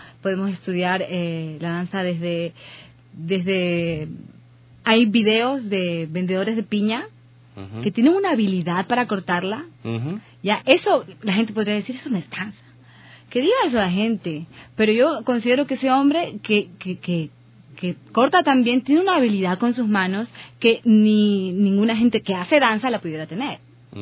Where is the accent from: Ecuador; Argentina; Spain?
Ecuador; moved away; yo vine de Quito, de Guayaquil, a vivir aquí en el 2011.